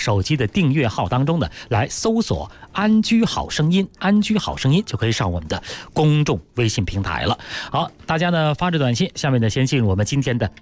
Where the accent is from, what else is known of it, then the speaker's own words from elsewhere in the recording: Beijing, China; 无论是咱们北京人还是外来的一些新北京人啊，租房也不失为住房的很重要的一种方式啊